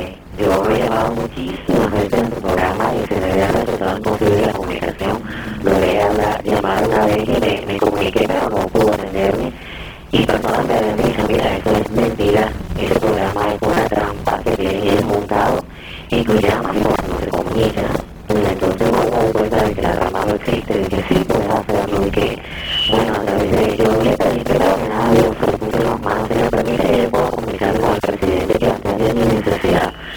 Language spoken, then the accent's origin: Spanish; Cartagena, Bolívar, Colombia; De Cartagena de Indias.